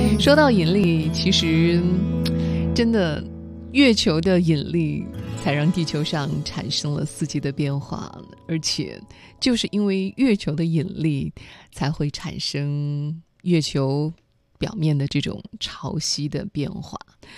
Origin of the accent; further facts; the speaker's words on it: China; 这个属于我们中国人团圆的节日